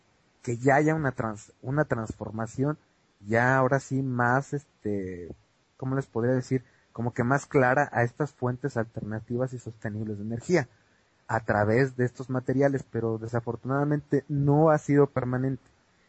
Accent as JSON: {"language": "Spanish", "country": "Mexico", "said": "todos los candidatos ahorita a presidentes en mi país, en México"}